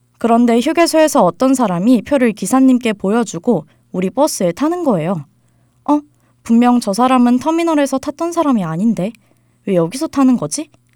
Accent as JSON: {"language": "Korean", "region": "Seoul", "country": "South Korea", "tie": "born or raised there", "said": "저는 서울에서 태어나 쭉 살아온 한양대학교 학생이에요."}